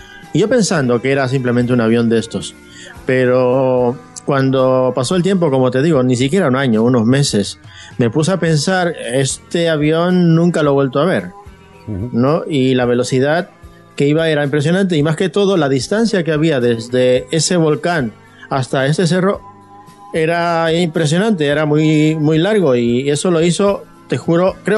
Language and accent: Spanish; Arequipa, Peru; now in Madrid, Spain; yo soy de Arequipa, del sur del Perú, y bueno, llevo aquí en Madrid aproximadamente un poco más de 13 años.